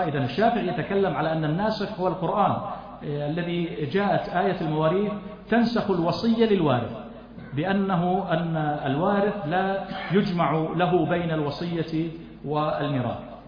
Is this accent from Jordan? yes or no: yes; Jordan; وعندنا في الأردن وفي غيرها